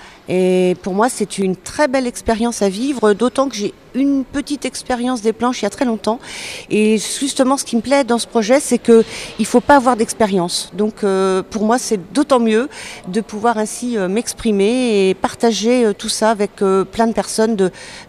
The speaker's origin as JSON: {"language": "French", "town": "Pontoise", "region": "Île-de-France", "country": "France", "tie": "born or raised there", "said": "hein, je suis native de Pontoise"}